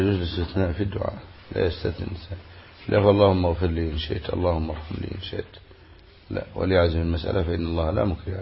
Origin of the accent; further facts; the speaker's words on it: Egypt; فما عندنا في مصر يقولوا إيه؟ عش وديله